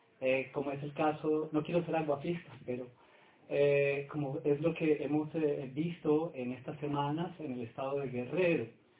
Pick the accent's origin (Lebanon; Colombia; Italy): Colombia; now in Mexico; yo soy colombiano y estudio en México, he hecho mi maestría y actualmente hago mi doctorado y le debo mucho a México.